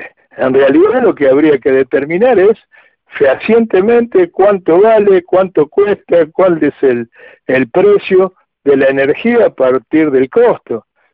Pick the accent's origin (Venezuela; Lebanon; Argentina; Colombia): Argentina; somos todos los argentinos dueños de eso.